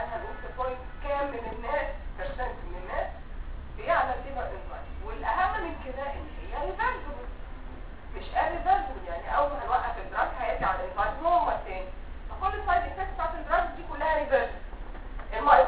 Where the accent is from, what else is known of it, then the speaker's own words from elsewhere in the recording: Egypt; ويمكن مش موجود لسه عندنا في مصر.